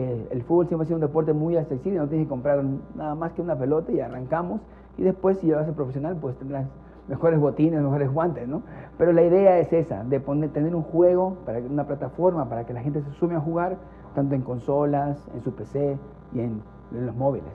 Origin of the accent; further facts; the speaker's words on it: Ecuador; yo como ecuatoriano te digo, no estamos pasando económicamente por el mejor momento.